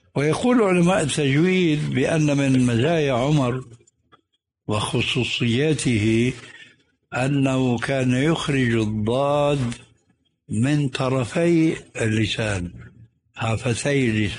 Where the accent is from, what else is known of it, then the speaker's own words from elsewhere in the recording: Syria; عندنا في سوريا وغيرها يقولون ولا الضالين